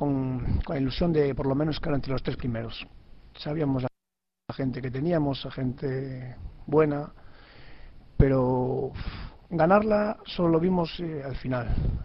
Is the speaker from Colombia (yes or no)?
no; Pontevedra, Galicia, Spain; Yo, que soy de Pontevedra.